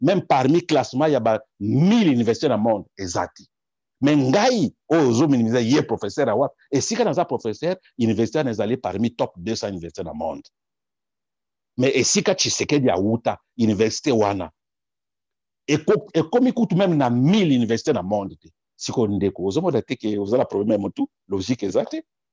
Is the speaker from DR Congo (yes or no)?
yes; DR Congo; Je ne suis pas, je suis congolais, mais je ne suis pas professeur na Congo.